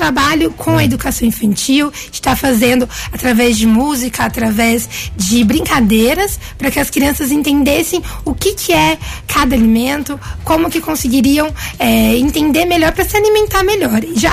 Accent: São Paulo, Brazil; now in Guaranésia, Brazil; sou paulistana de sangue, mas mineira de coração.

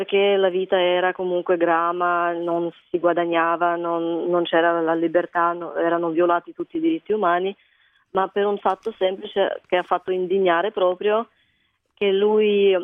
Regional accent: Kharkiv, Kharkiv Oblast, Ukraine; Italian is a second language; now in Italy; Io vengo da Kharkiv, è la seconda città dell'Ucraina, conta 1,5 milioni di abitanti e dista una 40 di chilometri dal confine con la Russia.

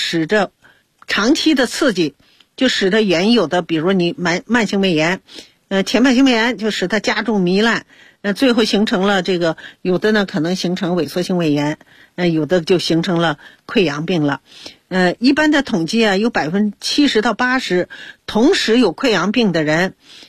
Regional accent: China; 所以它在这个我们中国人的心目中啊，灵芝是非常好的东西

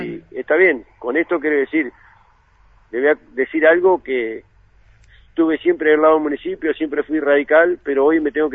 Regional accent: Viedma, Río Negro, Argentina; viví toda la vida en Viedma, soy nacido y criado acá en Viedma

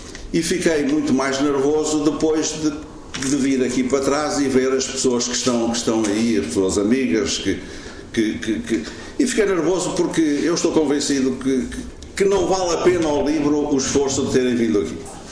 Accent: Aveiro, Portugal; não como militante partidário, mas como aveirense, como amigo

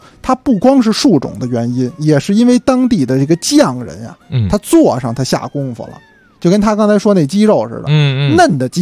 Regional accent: Beijing, China; 咱们北京人呢，有的时候吃辣不行，吃辛没问题。

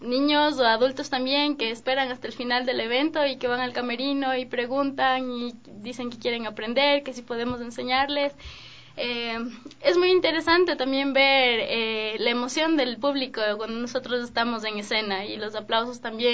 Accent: Quito, Pichincha, Ecuador; las magas que estamos ahorita como Promesas Juveniles somos de Quito.

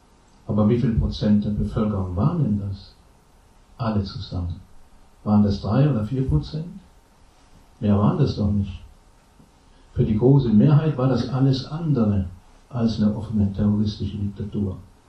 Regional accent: Germany; zumindest in Westdeutschland, wo ich aufgewachsen bin, bis in die 80er Jahre

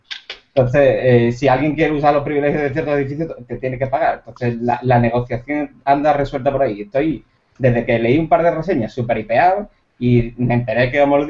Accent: Andalusia, Spain; Yo soy andaluz, pero tengo que tener un ramalazo catalán por algún lado.

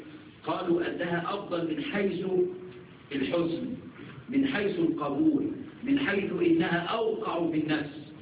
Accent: Egypt; عندنا في مصر يقول لك يا البني ادم ده انتخ.

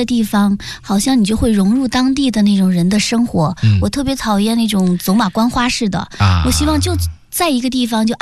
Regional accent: Zhejiang, China; 还有我的老家浙江

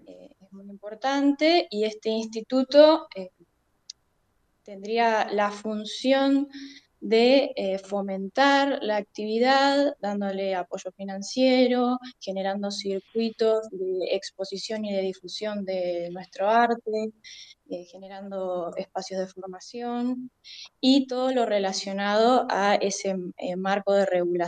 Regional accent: Santa Rosa, La Pampa, Argentina; now in Buenos Aires, Argentina; Sí, yo soy pampeana, soy de Santa Rosa. Sin embargo, para poder formarme y ejercer mi profesión, tuve que irme a Buenos Aires

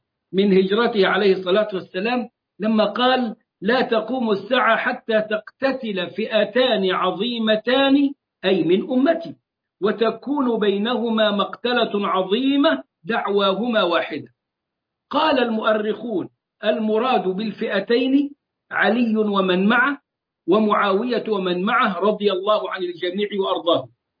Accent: Egypt; الذي حدث عندنا في مصر

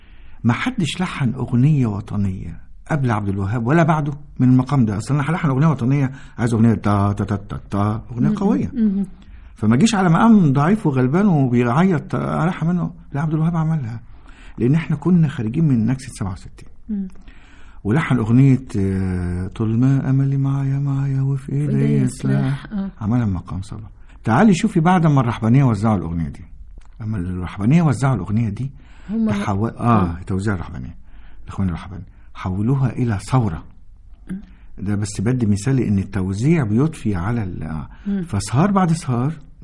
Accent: Egypt; احنا كمصريين جيناتهم مش هتتغير اصلا

